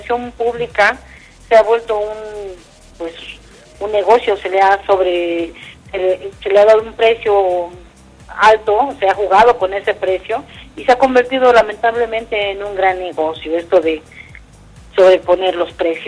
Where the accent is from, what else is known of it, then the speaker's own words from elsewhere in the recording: Xochimilco, Mexico City, Mexico; ya que yo soy de Xochimilco.